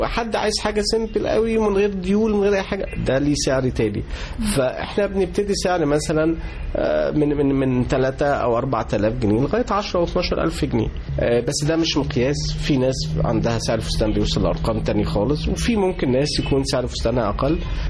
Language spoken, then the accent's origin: Arabic; Egypt; وإحنا عندنا في مصر كمية بنات وناس بيشتغلوا في الهاند ميد رهيبة